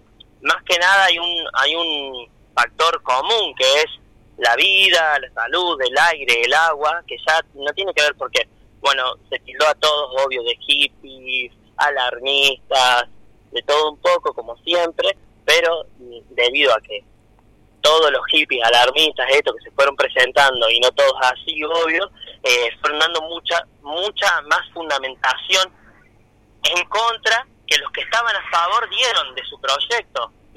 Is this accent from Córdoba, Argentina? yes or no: yes; Cosquín, Córdoba, Argentina; yo soy acá de Cosquín, de mi familia nació acá, yo nací acá.